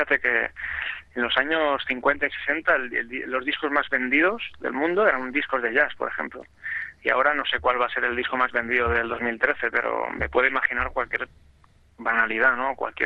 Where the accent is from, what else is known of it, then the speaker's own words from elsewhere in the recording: Catalonia, Spain; que soy un agricultor catalán